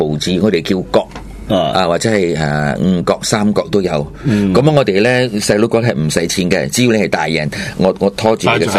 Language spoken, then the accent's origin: Cantonese; Malaysia; 基本上我哋华侨咧，唔系而家我哋唔叫华侨啦，叫华裔马来西亚嘅华人啦，咁我哋读咧就系一年级到六年级。咁就係六岁到十二岁啦，都係读三种语文㗎。